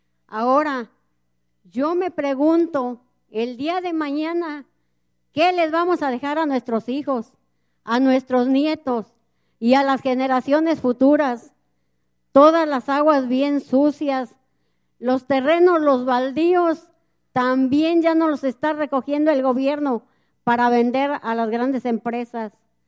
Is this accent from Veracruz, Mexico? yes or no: yes; Ojo de Agua Grande, Veracruz, Mexico; vengo de Ojo de Agua Grande, municipio de Amaclán, Amaclán de los Reyes, Veracruz.